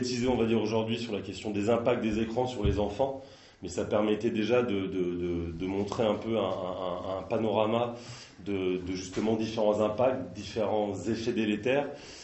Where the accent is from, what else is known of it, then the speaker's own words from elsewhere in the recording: Nantes, Pays de la Loire, France; parce que moi je suis de Nantes et j'ai tourné un petit peu plus ailleurs